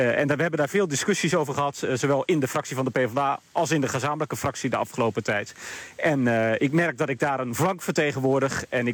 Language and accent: Dutch; Groningen, Netherlands; Ik kom zelf uit Groningen, kom veel in Emmen, in Veendam, in Stadskanaal.